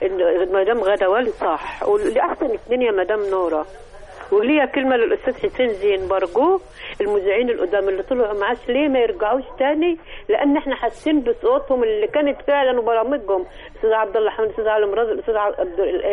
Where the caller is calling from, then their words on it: Damietta Governorate, Egypt; من كرة محافظه دمياط.